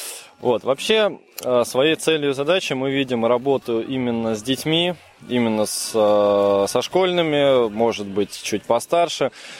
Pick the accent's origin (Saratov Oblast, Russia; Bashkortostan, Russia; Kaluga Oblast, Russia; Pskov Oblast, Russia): Kaluga Oblast, Russia; Kaluga; Мы приехали на этот фестиваль из Калуги.